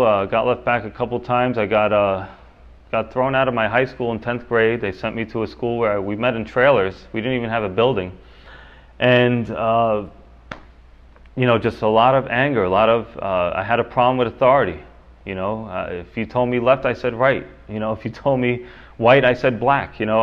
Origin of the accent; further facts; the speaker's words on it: Yonkers, New York, United States; I was born here in the city of Yonkers, right up the hill. Actually, you go over Executive Boulevard, I was born in St. John's Hospital.